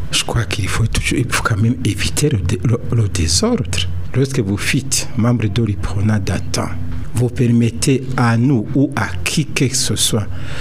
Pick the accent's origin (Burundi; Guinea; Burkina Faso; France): Burundi; Je suis Burundais, je vais où je peux aller où, n'importe où.